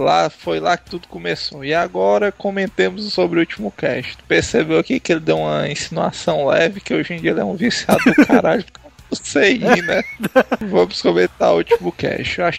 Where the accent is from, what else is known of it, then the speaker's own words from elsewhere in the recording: Itapemirim, Espírito Santo, Brazil; sou do Espírito Santo, de Itapemirim. E moro num bairro chamado Campo Acima.